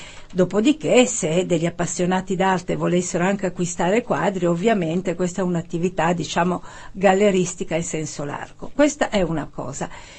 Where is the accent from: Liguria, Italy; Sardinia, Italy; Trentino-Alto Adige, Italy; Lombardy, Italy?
Lombardy, Italy; Milan; perché io sono milanese e da molti anni vado in vacanza a Positano